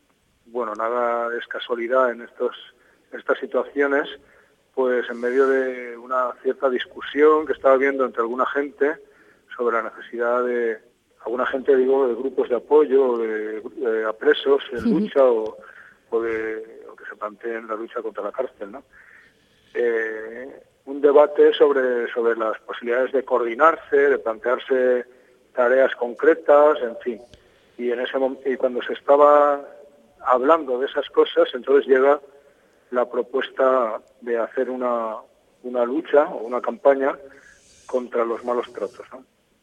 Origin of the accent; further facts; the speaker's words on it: Valencia, Valencian Community, Spain; Y bueno, soy de Valencia.